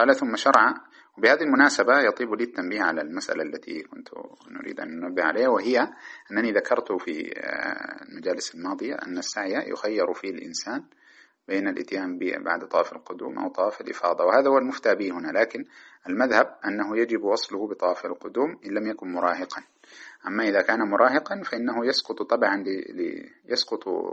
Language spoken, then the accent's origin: Arabic; Sudan; ماذا تسمى عندنا في السودان تعرفونها